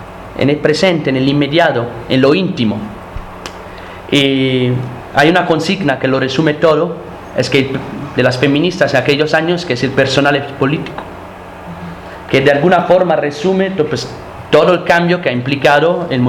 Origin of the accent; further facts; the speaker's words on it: Rome, Lazio, Italy; nosotros, por ejemplo, venimos de Roma y pues donde pues casi no hay fábricas.